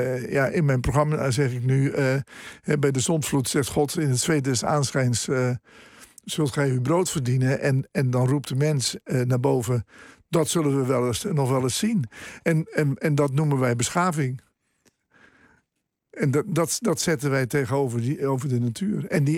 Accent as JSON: {"language": "Dutch", "region": "Zeeland", "country": "Netherlands", "tie": "born or raised there", "said": "Ik heb een groot deel van mijn jeugd in Zeeland doorgebracht."}